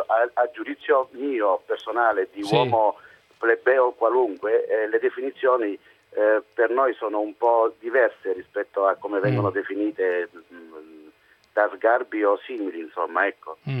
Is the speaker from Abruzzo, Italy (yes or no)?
yes; Teramo, Abruzzo, Italy; Noi siamo abruzzesi di Teramo, mia madre è nata di Montorio al Vomano